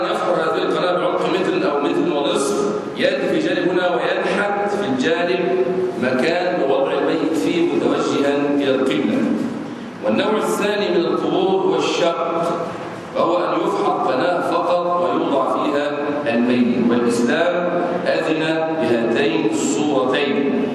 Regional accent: Egypt; أما نحن في بلادنا مصر فعندنا حجر وليس عندنا مقابر

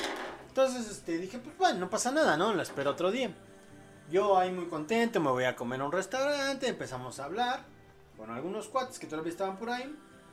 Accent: Mexico; ya despierto en mi país, aquí en México

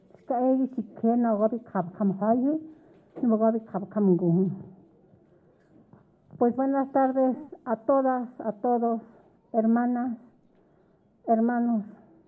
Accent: Santiago Mexquititlán, Querétaro, Mexico; now in Mexico City, Mexico; Nosotras y nosotros hoy en día somos de Santiago Mezquititlán, residente en la Ciudad de México

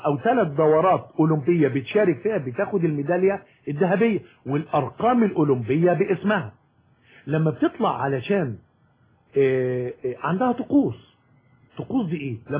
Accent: Egypt; احنا عندنا في مصر يمكن المشكله ان احنا بنتعامل مع البطل المعاق على انه معاق

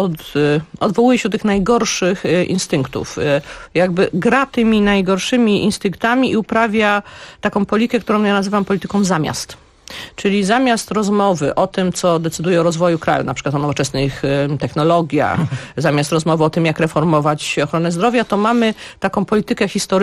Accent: Łódź, Łódź Voivodeship, Poland; Ja jestem akurat z miasta Łodzi, jestem łodzianką i to było miasto przed wojną wielu kultur.

